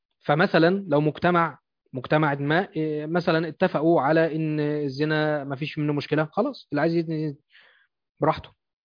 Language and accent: Arabic; Egypt; وبالطبع عندنا في مصر، لأن احنا في مصر بنتحكم للقانون الفرنسي